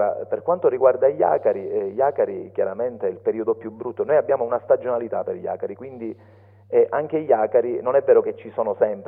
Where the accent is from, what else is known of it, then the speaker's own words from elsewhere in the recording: Palermo, Sicily, Italy; Sì, sì, sono nato a Palermo